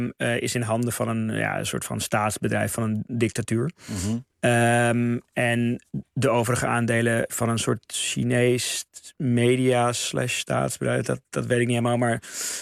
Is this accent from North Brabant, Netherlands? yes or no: no; Amsterdam, North Holland, Netherlands; Zeker, ja, ik kom uit Amsterdam.